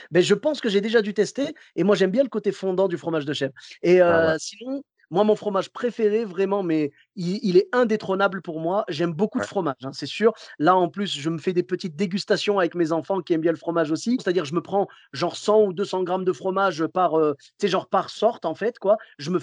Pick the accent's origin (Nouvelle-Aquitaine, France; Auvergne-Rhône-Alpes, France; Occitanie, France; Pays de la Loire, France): Auvergne-Rhône-Alpes, France; Clermont-Ferrand; Moi, je viens de Clermont-Ferrand. Tu sais, là-bas, c'est le pays du bleu d'Auvergne.